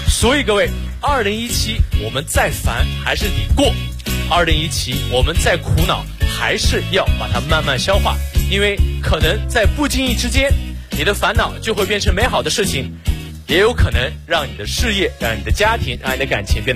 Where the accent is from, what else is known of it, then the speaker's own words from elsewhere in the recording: Xinjiang, China; 我不是老外，我来自新疆，我是维吾尔族啊